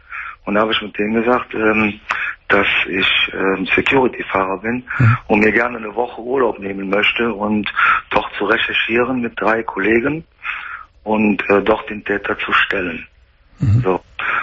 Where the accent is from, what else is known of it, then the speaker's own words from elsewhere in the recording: Bergheim, North Rhine-Westphalia, Germany; Ich bin ja Rheinländer, ne? Ich bin Bergheimer.